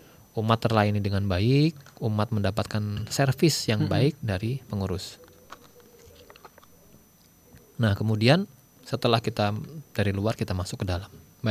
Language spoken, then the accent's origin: Indonesian; Sumatra, Indonesia; born there; Saya ini orang Jawa. Orang Jawa tapi lahir di Sumatera.